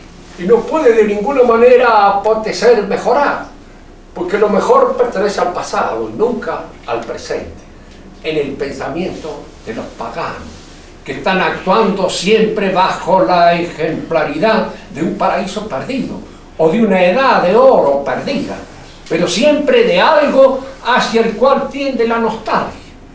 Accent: Argentina; Tampoco me entusiasma exageradamente el ser argentino. Soy argentino, no tengo otro remedio. No tengo más remedio que serlo.

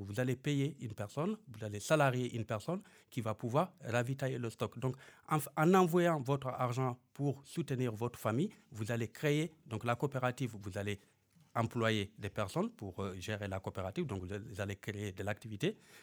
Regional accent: Guidimaka, Mauritania; moi, je suis de Guidimara

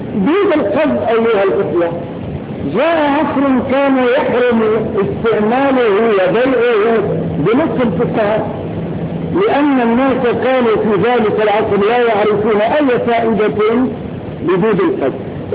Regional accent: Morocco; وقف عندنا في المغرب

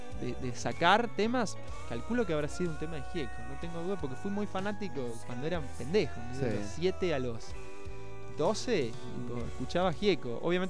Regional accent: Epuyén, Chubut, Argentina; also born or lived in Buenos Aires; O sea, ellos vivían acá y fue un viaje y nací allá.

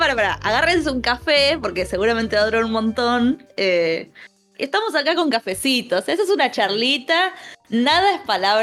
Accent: Buenos Aires, Argentina; Sí, soy una señora de Recoleta.

